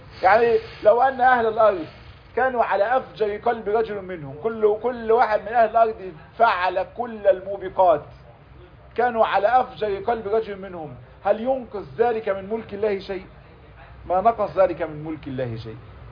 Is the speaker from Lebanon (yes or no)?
no; Egypt; احنا للأسف عندنا في مصر موضوع التسبيح بحمد الناس ده فيه زيادة شوي